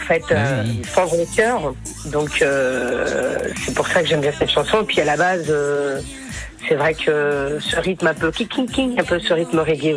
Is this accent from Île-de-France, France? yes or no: yes; Paris, Île-de-France, France; Je suis de Paris